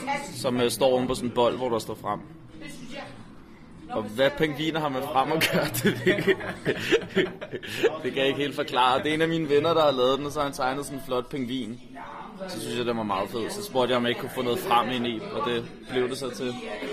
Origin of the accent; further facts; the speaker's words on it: Copenhagen, Capital Region, Denmark; Jeg har taget 1886, som står nede i bunden, og ændret det til 2450, som er min bydel, hvor jeg kommer fra.